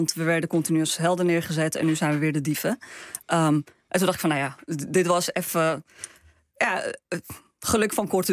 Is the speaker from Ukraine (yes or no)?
no; Morocco; now in Spain; Ik dacht van, oké, ik mag als Marokkaanse meid naar Madrid verhalen maken over Zuid-Europa.